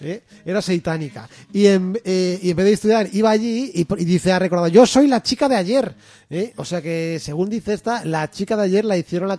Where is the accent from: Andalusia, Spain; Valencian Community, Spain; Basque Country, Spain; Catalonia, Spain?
Valencian Community, Spain; que somos valencianos y ya está.